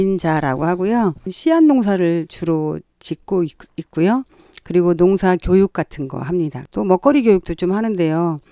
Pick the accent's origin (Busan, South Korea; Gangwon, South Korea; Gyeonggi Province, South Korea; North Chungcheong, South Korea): Gyeonggi Province, South Korea; Anseong; now in Gwangmyeong, South Korea; 저는 안성에서 살았어요, 원래.